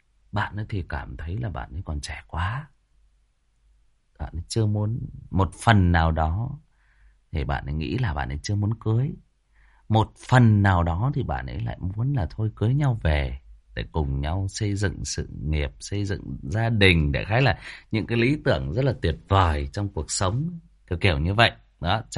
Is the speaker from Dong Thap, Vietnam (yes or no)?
no; Hưng Yên, Vietnam; chỗ bạn ấy thì ở Hưng Yên, ở quê tôi đó các bạn.